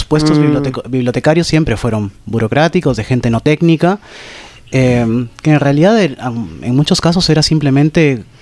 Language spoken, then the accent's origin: Spanish; Peru; Yo crecí en una ciudad en Perú. Uh-huh. No era chica para nada, era quizás como La Plata o tal vez un poco más grande